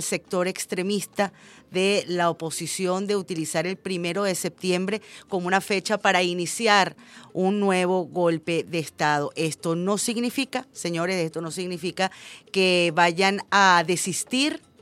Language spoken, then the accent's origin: Spanish; Venezuela; todos somos venezolanos y todos tenemos algo en común, además de nacer en esta bonita tierra